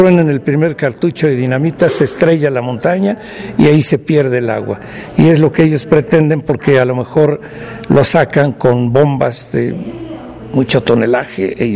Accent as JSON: {"language": "Spanish", "town": "Tetela de Ocampo", "region": "Puebla", "country": "Mexico", "said": "servidor suyo. Vengo de Sierra Norte de Puebla, precisamente de Tetela de Ocampo."}